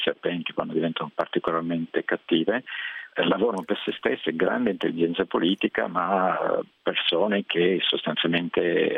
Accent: Milan, Lombardy, Italy; moved away; Io non abito, sono italiano ovviamente, ma non abito in Italia dal 92, quindi insomma è da molti anni che non vivo nel mio paese, io sono di Milano, e italiano ovviamente

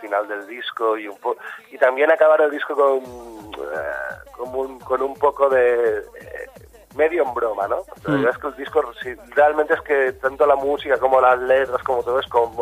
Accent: Valencia, Valencian Community, Spain; sí que en mi adolescencia, sobre todo en Valencia, está muy marcada por la música Bacalao.

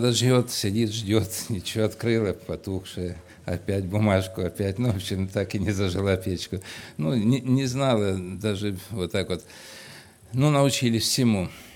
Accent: Kurganinsk, Krasnodar Krai, Russia; moved away as an adult; now in Georgia; я тоже переселенец из Краснодарского края, в Грузии живу 16 лет, из Курганинска, с семьей мы переселились, и так вот живем уже, ну так, 16 лет

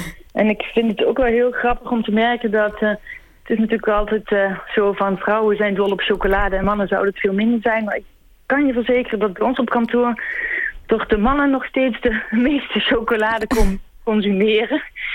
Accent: Limburg, Netherlands; also born or lived in Antwerp; Dus ik kom oorspronkelijk uit Nederlands Limburg en ging toen veel in Antwerpen bivakeren en ging daar ook voor een groot deel van de tijd wonen.

